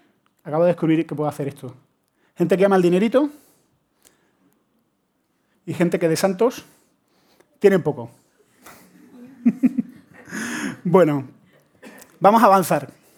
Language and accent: Spanish; Andalusia, Spain; Lo que siempre lo digo, todo el mundo piensa. Como soy andaluz, claro.